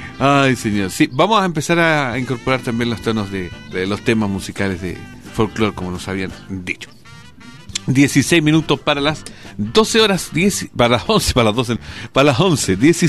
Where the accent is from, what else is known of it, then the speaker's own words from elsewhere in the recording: Chile; Pero como buenos chilenos, la tocamos cuando podamos.